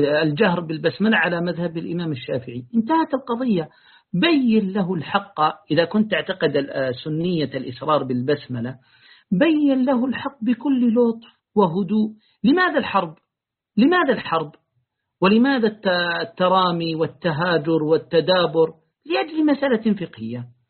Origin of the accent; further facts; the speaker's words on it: Yemen; في بلادي اليمن